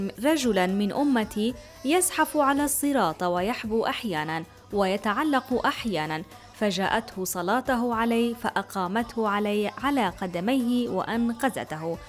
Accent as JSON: {"language": "Arabic", "country": "Syria", "said": "إن شاء الله الفرج رح يكون قريب علينا وعلى بلدنا سوريا"}